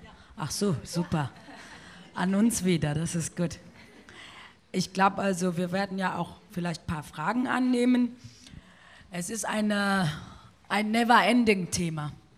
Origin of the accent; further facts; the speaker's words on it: North Rhine-Westphalia, Germany; ich komme aus Nordrhein-Westfalen, Schlusspunkt aus, ob es dir passt oder nicht.